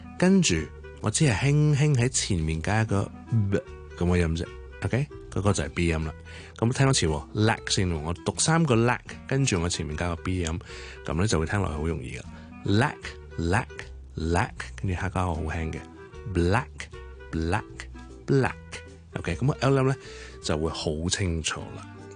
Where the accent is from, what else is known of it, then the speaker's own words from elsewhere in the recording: Guangdong, China; 因为我哋广东话系冇呢个组合嘅